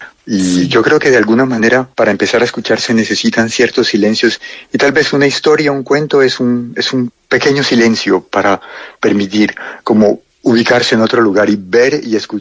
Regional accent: Cali, Valle del Cauca, Colombia; moved away as an adult; also born or lived in Bogotá / France; Yo me crié en Cali, en el barrio San Antonio. No rápidamente, a los 28 años fue la primera vez que salí por un tiempo largo. Luego volví y luego viví en Bogotá unos 8 años y después llevo 20 años más o menos viviendo entre Francia y Colombia.

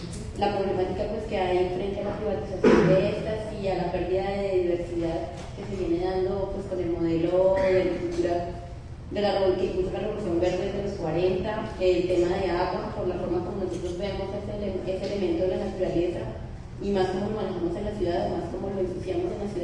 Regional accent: Bogotá, Colombia; vengo de Bogotá

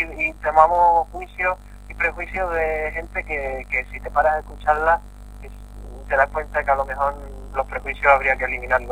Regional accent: Seville, Andalusia, Spain; supongo que se estrenará en Sevilla por aquello de mi ciudad natal

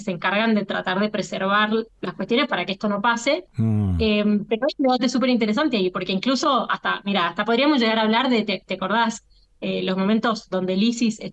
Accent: San Juan, Argentina; para la escala que nosotros tenemos como argentinos y argentinas

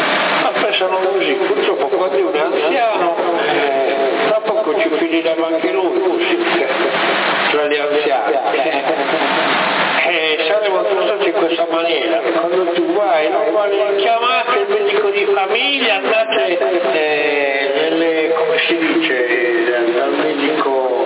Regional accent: Sardinia, Italy; noi non siamo americani, siamo sardi.

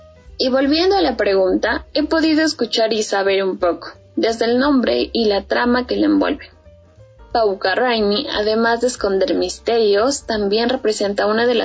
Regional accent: Ecuador; la importancia de nuestra historia como ecuatorianos

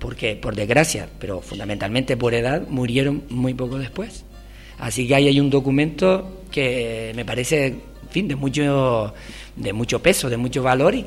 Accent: Telde, Canary Islands, Spain; yo soy de Telde y aunque Valsequillo me queda muy cerca

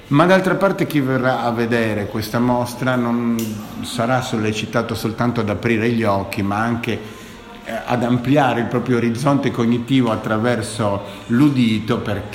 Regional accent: Turin, Piedmont, Italy; io vengo da Torino.

